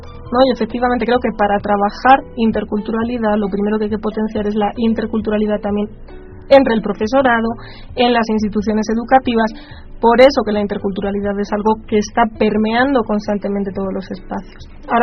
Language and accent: Spanish; Spain; bueno, yo soy española, ¿no?